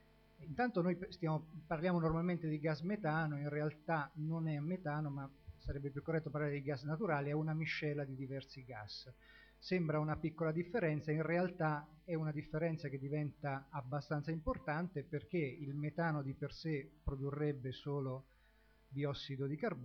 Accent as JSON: {"language": "Italian", "town": "Porto Recanati", "region": "Marche", "country": "Italy", "tie": "born or raised there", "lives_now": "Senigallia, Italy", "said": "io oltre ad abitare a Senigallia sono originario di Porto Recanati"}